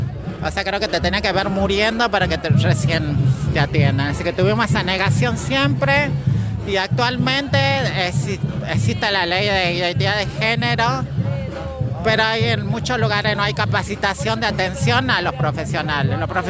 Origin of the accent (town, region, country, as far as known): Jujuy, Argentina